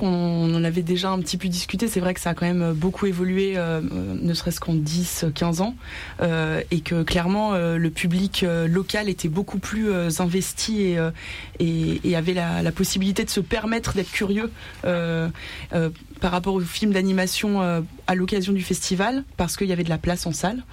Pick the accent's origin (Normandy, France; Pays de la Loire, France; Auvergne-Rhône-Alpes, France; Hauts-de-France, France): Auvergne-Rhône-Alpes, France; Annecy; Je viens d'Annecy, je suis née à Annecy.